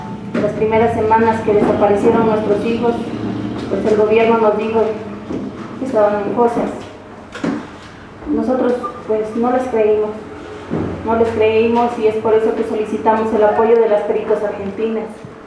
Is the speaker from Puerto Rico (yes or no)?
no; Mexico; Porque si nosotros como mexicanos seguimos permitiendo que se nos siga pisoteando nuestra dignidad